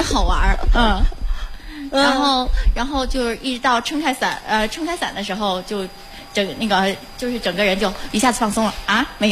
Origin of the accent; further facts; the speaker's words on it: Tianjin, China; 我是天津的。